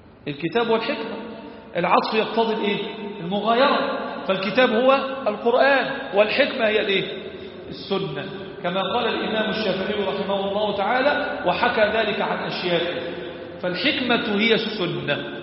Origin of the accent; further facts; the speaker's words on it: Egypt; ربنا احفظ بلدنا مصر